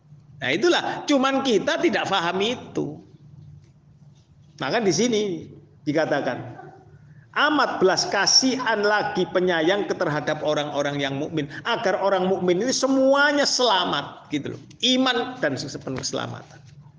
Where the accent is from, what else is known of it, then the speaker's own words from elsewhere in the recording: Java, Indonesia; mohon maaf ya, saya karena saya orang Jawa, sering berkata